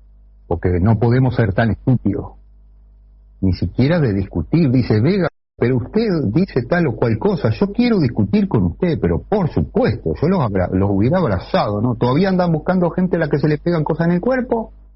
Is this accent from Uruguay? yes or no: yes; Paysandú, Uruguay; esta es porque yo soy de Paysandú